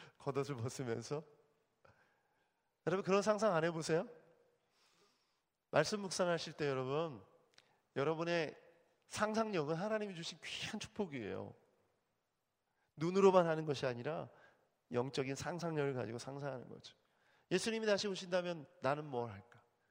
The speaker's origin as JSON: {"language": "Korean", "region": "Daejeon", "country": "South Korea", "tie": "born or raised there", "said": "저희 대전, 제가 대전 출신인데"}